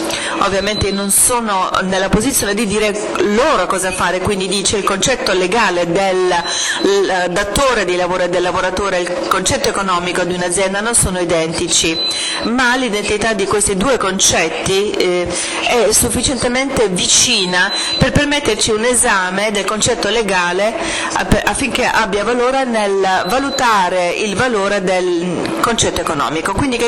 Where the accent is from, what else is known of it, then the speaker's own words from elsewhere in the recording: England, United Kingdom; Italian is a second language; vengo dall'Inghilterra, come potete sentire